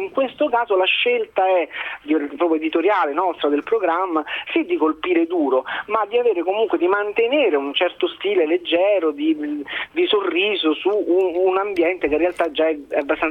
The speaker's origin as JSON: {"language": "Italian", "town": "Rome", "region": "Lazio", "country": "Italy", "said": "sono romano, tanto di cappello"}